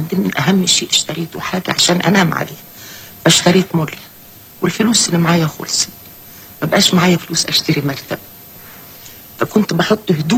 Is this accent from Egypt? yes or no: yes; Upper Egypt, Egypt; ما عارفين إن أنا ست صعيدية، بنت صعيدية ودغري وصادقة